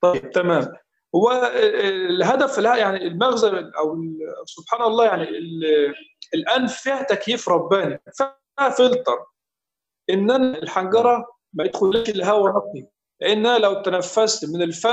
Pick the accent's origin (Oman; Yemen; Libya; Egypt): Egypt; يعني هذا ليس لان انا مصري واشيد الى قراء مصر